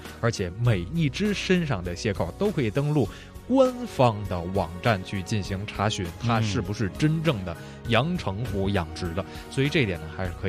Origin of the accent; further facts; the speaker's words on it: Beijing, China; accent: Beijing; 按咱们北京话就是特别的鼓里，还跟一个小球似的。